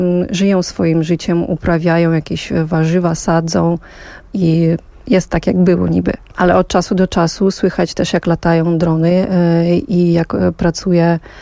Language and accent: Polish; Vinnytsia Oblast, Ukraine; Ja natomiast dorastałam w obwodzie winnickim, który jest na południowy zachód od Kijowa, mniej więcej 2,5 godziny.